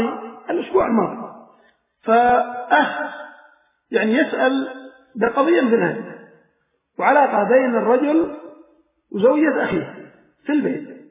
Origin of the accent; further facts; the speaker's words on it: Aden, Yemen; نساءكم عندنا في عدن مكنوا ليأخذهم من عدن